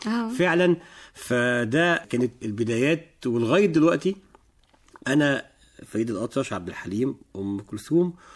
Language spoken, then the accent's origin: Arabic; Alexandria, Alexandria Governorate, Egypt; born there; من مواليد إسكندرية، سنة 73 في إسكندرية